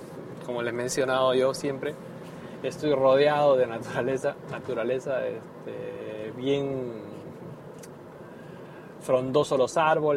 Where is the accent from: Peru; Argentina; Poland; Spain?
Peru; Por lo menos en mi país, en Perú, que yo recuerde, ningún verano he escuchado